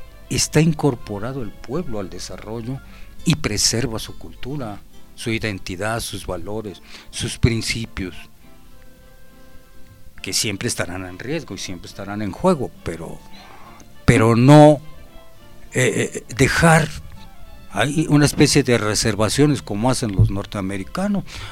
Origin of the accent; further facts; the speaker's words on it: Mexico; usted sea mexicano como yo